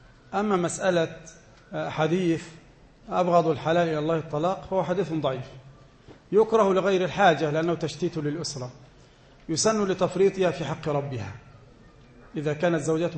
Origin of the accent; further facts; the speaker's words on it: Egypt; وناس زينا هنا كمصريين مش لاقين حد احنا نخدمه أصلا